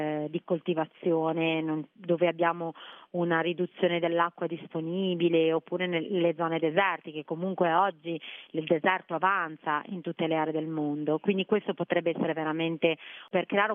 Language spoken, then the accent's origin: Italian; Liguria, Italy; un qualcosa che c'è molto affine, essendo liguri, siamo partiti dal basilico